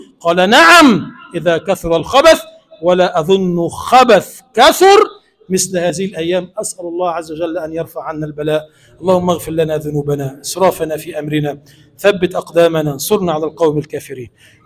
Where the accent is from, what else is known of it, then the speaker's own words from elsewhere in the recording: Egypt; اللهم اجعل بلدنا مصر بلدا آمنا مطمئنا